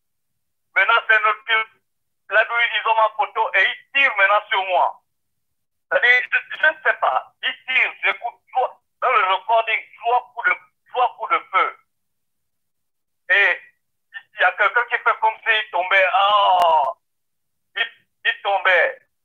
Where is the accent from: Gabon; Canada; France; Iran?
Gabon; Moi, je suis de nationalité gabonaise. Je suis gabonais.